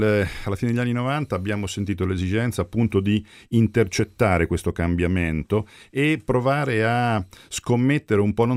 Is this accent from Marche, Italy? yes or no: yes; Castelfidardo, Marche, Italy; Vengo da un paese che si chiama Castelfidardo, conosciuto nel mondo per via della musica e delle fisarmoniche, quindi vengo dalle Marche, la provincia di Ancona.